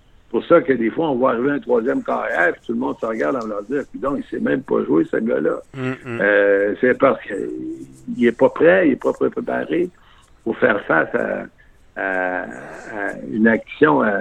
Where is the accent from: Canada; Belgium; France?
Canada; Quebec City, Quebec; moi, je viens de Québec, là, j'ai appris mon anglais quand je suis allé à l'Université McGill, j'avais 21 ans.